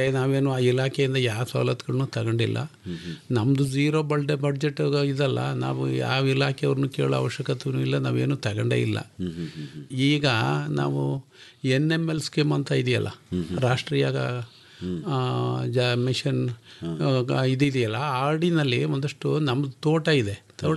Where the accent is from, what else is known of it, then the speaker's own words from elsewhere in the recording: Bidrahalli, Karnataka, India; Sir, ನಾವು ಕಿಕ್ಕೇರಿ ಪಕ್ಕ ಬಿದ್ರಳ್ಳಿಯವರು. ನಾನು ಒಬ್ಬ ಕೃಷಿಕ.